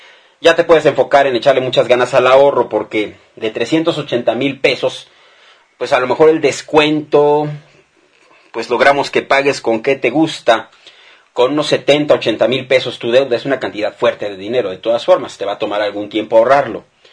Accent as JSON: {"language": "Spanish", "country": "Mexico", "said": "el día que el pueblo mexicano se dé cuenta que todos somos mexicanos, no importa nada más que eso"}